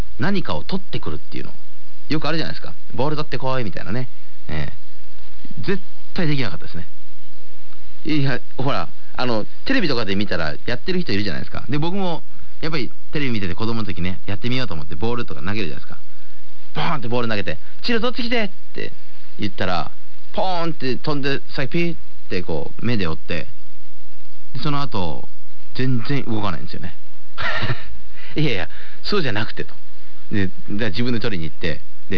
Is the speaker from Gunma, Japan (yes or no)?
no; Nankoku, Kochi, Japan; 私のふるさとは高知県なんですけども、その実家が南国市というところになりまして